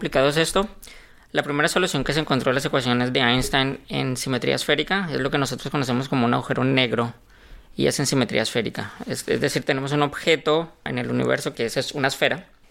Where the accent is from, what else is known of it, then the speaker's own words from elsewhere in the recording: Colombia; moved away as an adult; now in Mexico; Vale, yo soy colombiano